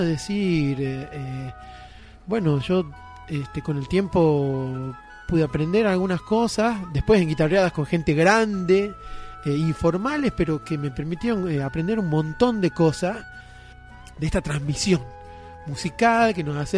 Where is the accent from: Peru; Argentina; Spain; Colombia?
Argentina; Tucumán; born there; now in Luyaba, Argentina; soy tucumano de nacimiento, he tenido la suerte, creo, de haber vivido en muchos lugares y vivo actualmente en Luyaba